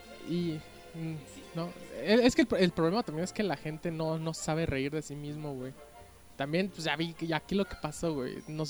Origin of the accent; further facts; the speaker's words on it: Mexico; Pero como mexicanos, güey, a nosotros sí nos encanta estar de racistas, güey.